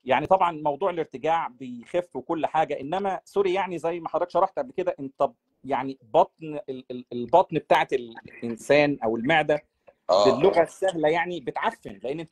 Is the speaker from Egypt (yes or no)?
yes; Egypt; الأكل اللي احنا متعودين عليه كمصريين